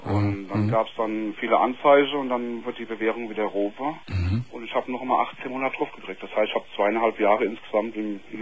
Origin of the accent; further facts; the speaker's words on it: Mainz, Rhineland-Palatinate, Germany; Ich bin Mainzer.